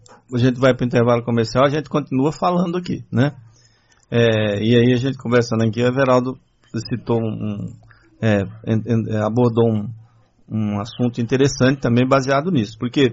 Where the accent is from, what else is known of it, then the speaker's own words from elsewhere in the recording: Patamutã, Bahia, Brazil; Na minha terra ninguém é proibido. Não, outra coisa é o seguinte. Estou falando lá em Patamutã, né? Porque na Bahia, no começo eles entraram em horário de verão algumas vezes.